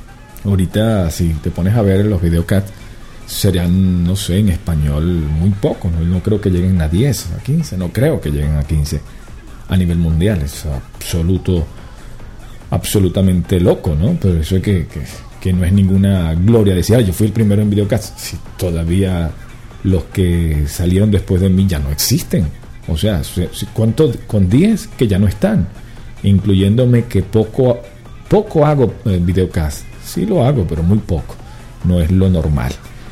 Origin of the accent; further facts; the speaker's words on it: Venezuela; que yo que soy venezolano tengo que pararlo para respirar